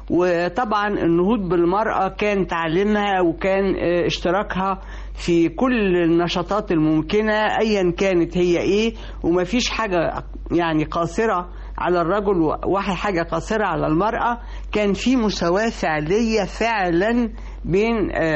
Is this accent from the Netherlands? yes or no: no; Egypt; في كل حياتنا كمصريين، ولذلك يعني هو ظل موجود